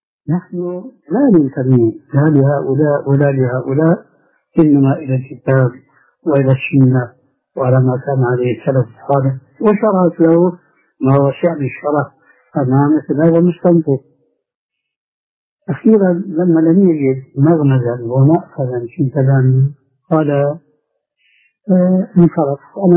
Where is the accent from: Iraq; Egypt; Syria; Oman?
Syria; أنا أذكر من تاريخ حياتي هناك في سوريا